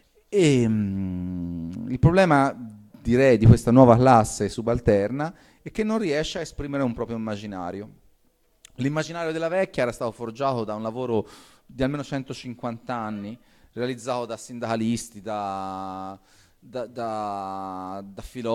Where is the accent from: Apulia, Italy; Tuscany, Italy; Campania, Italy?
Tuscany, Italy; Piombino; born there; io sono nato a Piombino e non è una scelta casuale